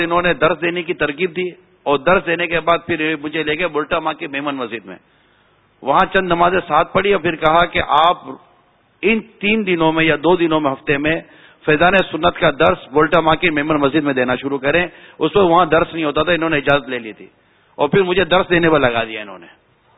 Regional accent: Karachi, Sindh, Pakistan; میں اپنے علاقے میں خارا در واپس گیا ہوں

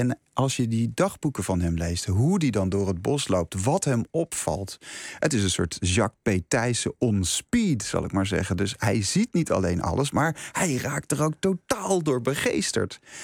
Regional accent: Leiden, South Holland, Netherlands; Dus ik kom uit Leiden. Ik ben een Leids jongetje.

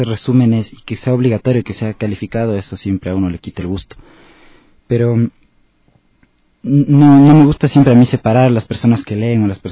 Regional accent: Otavalo, Imbabura, Ecuador; Yo, como soy de Otavalo, estuve todo el tiempo rodeado de tradiciones orales, leyendas que me contaba sobre todo mi abuelo.

